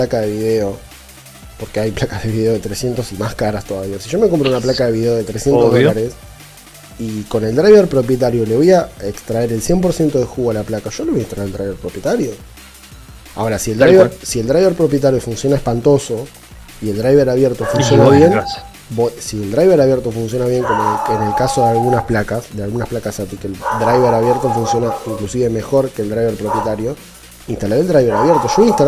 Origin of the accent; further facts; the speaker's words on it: Salta, Argentina; De Salta, al norte de Argentina.